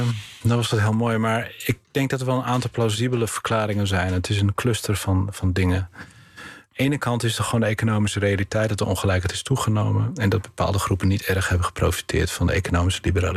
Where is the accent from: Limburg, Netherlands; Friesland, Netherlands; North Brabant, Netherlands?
Friesland, Netherlands; Bolsward; een ander voorbeeld van waar ik vandaan kom, Bolsward, was sinds 1455 een onafhankelijke gemeente.